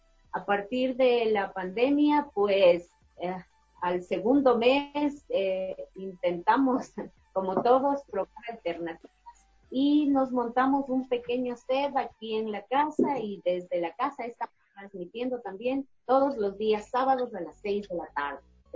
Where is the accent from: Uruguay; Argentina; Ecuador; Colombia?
Ecuador; Quito, Pichincha; Entonces, como bien quiteños, decidimos tomar ese nombre un poco para denotar nuestras raíces, nuestro origen andino.